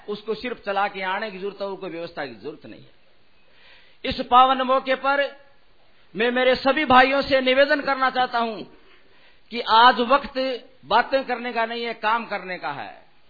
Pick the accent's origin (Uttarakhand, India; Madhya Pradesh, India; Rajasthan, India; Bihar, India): Rajasthan, India; मैं राजस्थान के अंदर उस इलाके का रहने वाला हूं जो पानी की समस्या है।